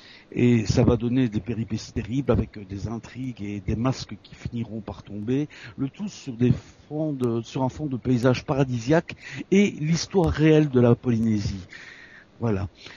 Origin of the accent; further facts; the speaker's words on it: Belgium; now in France; je suis belge, je suis né à Luxembourg, j'habite dans l'est de la France